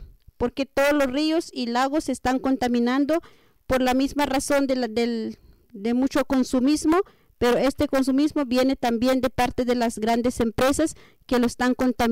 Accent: San Pedro La Laguna, Sololá, Guatemala; De San Pedro La Laguna, Sololá.

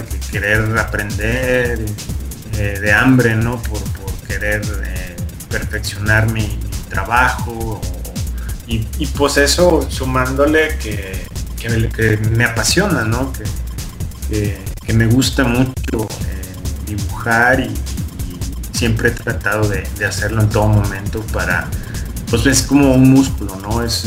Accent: Mexico; A querer yo también contar historias, pero situadas en mi país, ¿no? Que tengan un propósito más directo con tanto como con los mexicanos como con las personas fuera del país, ¿no?

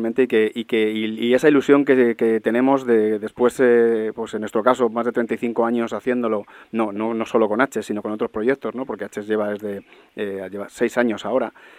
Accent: Madrid, Community of Madrid, Spain; Nosotros somos de Hortaleza, somos buena gente

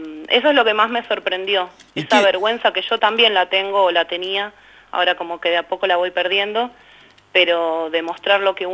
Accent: Berazategui, Buenos Aires Province, Argentina; No solo de Berazategui, yo soy de Berazategui

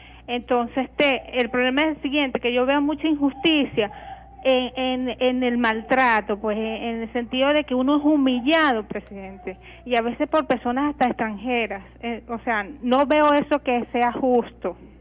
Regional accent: Venezuela; Me siento muy impotente, presidente, muy impotente como venezolana

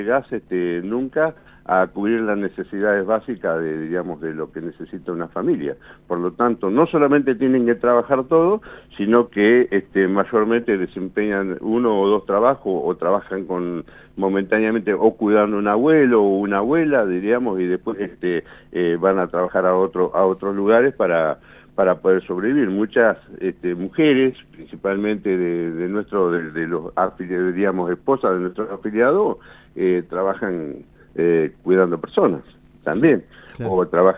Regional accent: Argentina; no solamente como ciudadanos, sino como argentinos en el mundo.

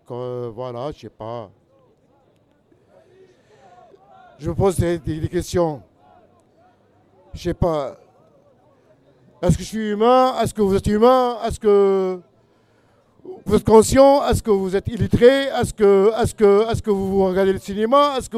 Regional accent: Tunisia; pourquoi les Occidentaux, ils ont peur de venir chez moi, en Tunisie

